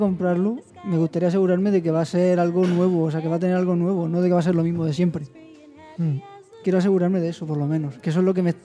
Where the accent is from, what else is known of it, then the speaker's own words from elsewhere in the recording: Region of Murcia, Spain; Como murciano resuena.